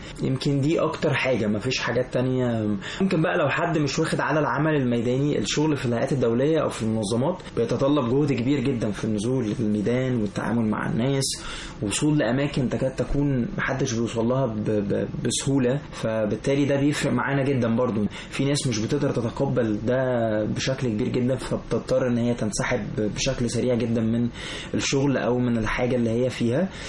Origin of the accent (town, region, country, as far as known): Egypt